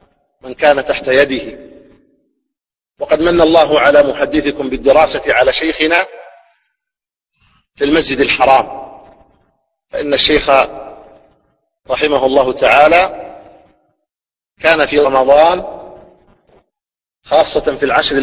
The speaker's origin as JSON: {"language": "Arabic", "country": "Saudi Arabia", "said": "في هذه البلاد، بلادنا المملكة العربية السعودية"}